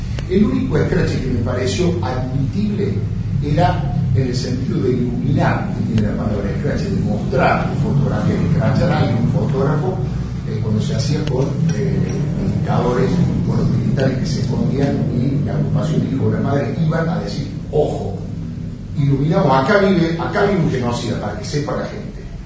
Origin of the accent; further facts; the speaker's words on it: Córdoba, Argentina; soy cordobés, así que conozco cómo es la situación